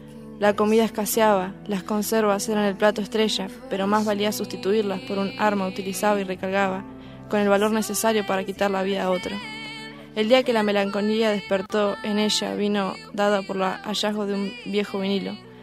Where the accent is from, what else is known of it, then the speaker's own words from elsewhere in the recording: Bariloche, Río Negro, Argentina; de Bariloche.